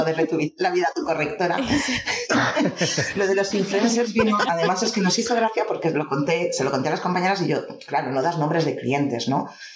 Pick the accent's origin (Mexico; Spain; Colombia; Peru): Spain; Valencian Community; una persona que vive en mi zona, en la zona de Valencia, no hablamos como los de Madrid.